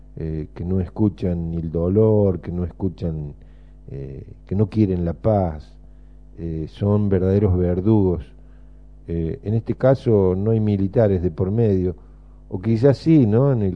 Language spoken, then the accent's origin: Spanish; Argentina; como argentinos nos merecemos de nuevo todo esto